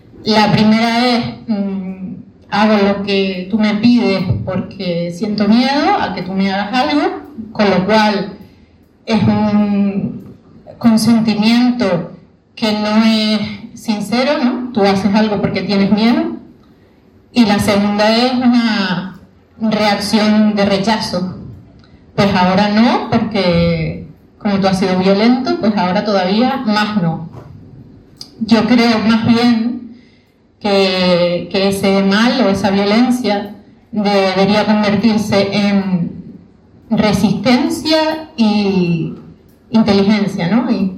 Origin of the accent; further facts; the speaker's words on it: Canary Islands, Spain; A ver, yo vengo de Canarias, ¿no?